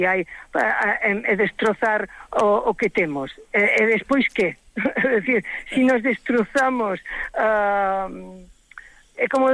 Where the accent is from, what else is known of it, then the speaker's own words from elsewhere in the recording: Pontedeume, Galicia, Spain; presentamos onte en Pontedeume, que é a miña vila natal, non?